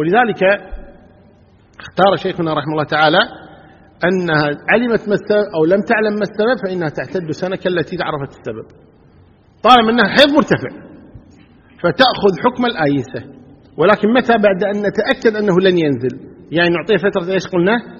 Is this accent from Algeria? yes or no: no; Kuwait